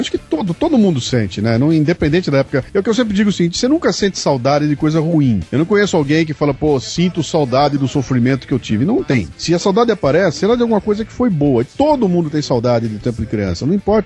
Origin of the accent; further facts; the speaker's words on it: Bauru, São Paulo, Brazil; now in São Paulo, Brazil; Mas eu moro em São Paulo já há muito tempo, cara. Eu saí de Bauru com 19 anos e vim pra São Paulo, eu tô com 55, então faço a conta, né? Eu sou muito mais paulistano hoje do que sou bauruense